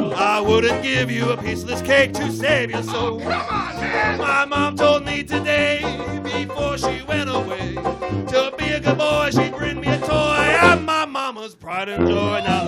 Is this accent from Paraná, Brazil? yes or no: no; São Paulo, Brazil; porque eu sou de São Paulo, mas grande parte acontece em São Paulo